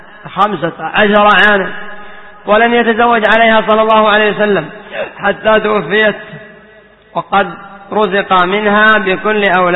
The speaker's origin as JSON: {"language": "Arabic", "country": "Yemen", "said": "عندنا في اليمن قد كان بعضهم يقول"}